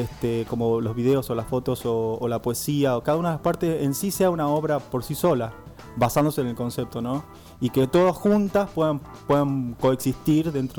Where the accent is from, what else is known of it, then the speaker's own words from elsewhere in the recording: Tucumán, Argentina; Sí, yo soy tucumano.